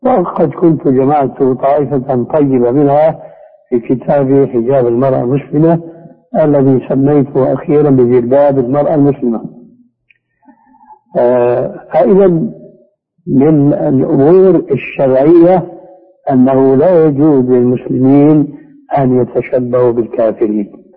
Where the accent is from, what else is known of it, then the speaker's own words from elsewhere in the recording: Syria; كما يقول العام عندنا في سوريا